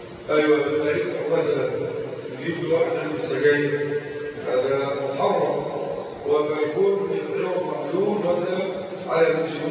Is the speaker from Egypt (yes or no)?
yes; Egypt; وهذا الأمر كان منتشر عندنا في مصر